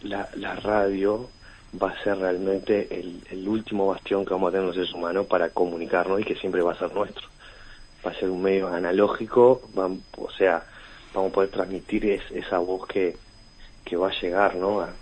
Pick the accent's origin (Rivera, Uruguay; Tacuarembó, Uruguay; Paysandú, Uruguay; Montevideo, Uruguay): Montevideo, Uruguay; accent: Río de la Plata; tiene el tono de voz de acá, del Río de la Plata. O sea, que habla con no nuestro acento.